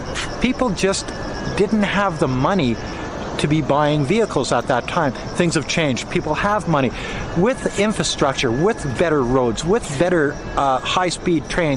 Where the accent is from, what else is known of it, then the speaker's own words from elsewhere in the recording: Canada; now in China; I'm a Canadian that's been living in China for going on 18 years now.